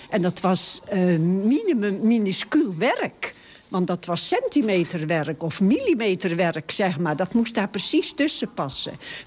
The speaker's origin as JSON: {"language": "Dutch", "town": "Haamstede", "region": "Zeeland", "country": "Netherlands", "tie": "born or raised there", "said": "ik kom uit Haamstede, waar ik ook geboren ben."}